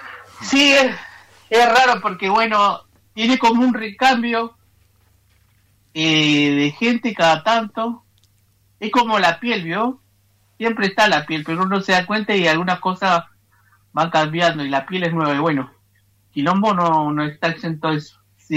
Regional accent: Comodoro Rivadavia, Chubut, Argentina; Soy de acá de Jeiqueque, mal conocido como Comodoro Rivadavia, acá la ciudad pegada al mar, que nació ahí de casualidad, pero acá estamos. Soy mapuche urbano

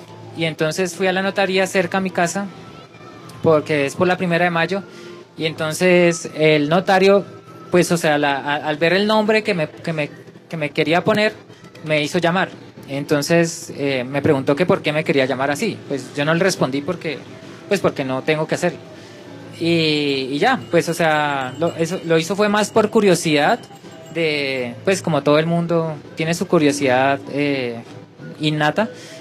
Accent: Popayán, Cauca, Colombia; Sí, yo soy de Popayán.

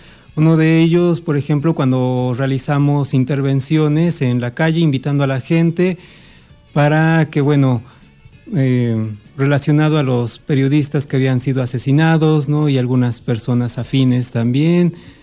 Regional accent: Ozumba de Alzate, State of Mexico, Mexico; soy originario de Ozumba, de Alzate

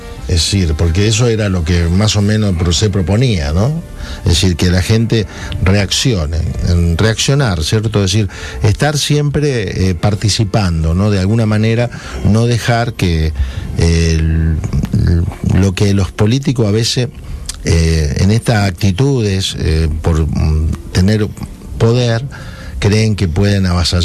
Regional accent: Argentina; Pero esto debe ser un poco como somos los argentinos, ¿no?

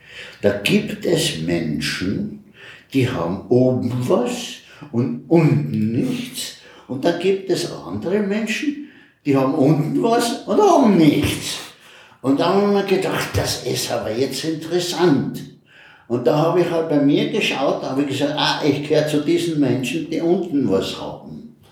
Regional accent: Graz, Styria, Austria; born there; ja, ich bin in Graz geboren, ganz eine lange Zeit vorher schon, natürlich

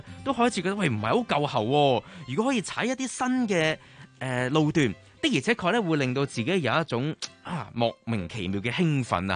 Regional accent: Hong Kong; 呢啲外國人咧都好中意去到睇，我哋香港人都好中意睇。

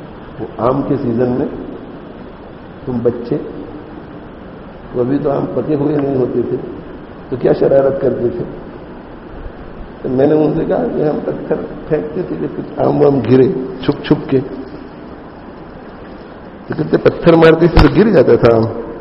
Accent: Leicester, East Midlands, United Kingdom; دیکھو میں انگلینڈ میں بڑا ہوا ہوں

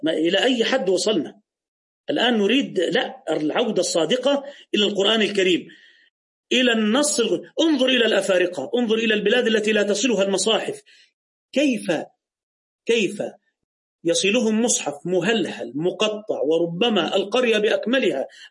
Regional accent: Egypt; عندنا في مصر الزوجة إذا أراد والدها تزويجها يجهزها بمبلغ وقدره

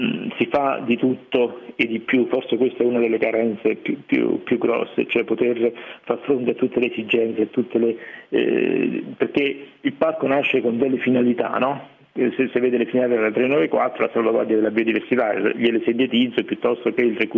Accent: Moio della Civitella, Campania, Italy; il mio paese natale, Mole della Civitella, con una collina dove ci stanno dei reperti archeologici

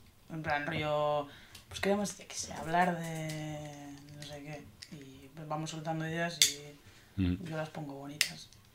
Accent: Basque Country, Spain; Nos sentimos definidas como personas, no somos de Bildu. Somos de aquí, sin más.

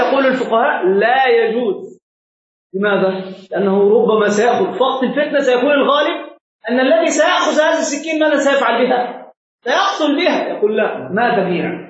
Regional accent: Egypt; كما عندنا في مصر هنا

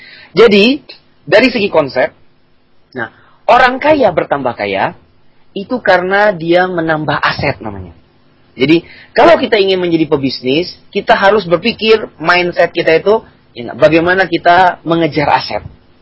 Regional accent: Bangka Belitung Islands, Indonesia; moved away as an adult; ketika saya berangkat merantau dari kampung saya di Pulau Bangka menuju ke Tanah Jawa ini

